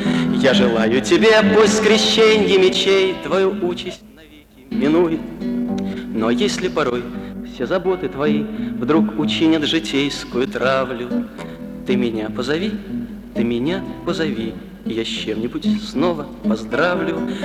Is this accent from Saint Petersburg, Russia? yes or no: yes; Saint Petersburg, Russia; приехали из Ленинграда, и поэтому ну, никак не обойтись без ленинградских песен.